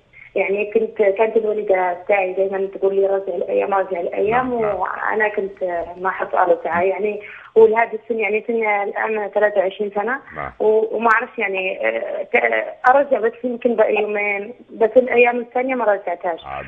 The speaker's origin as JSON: {"language": "Arabic", "country": "Morocco", "lives_now": "Belgium", "said": "وهو من دولة الإمارات وأنا مغربية عايشة بلجيكا"}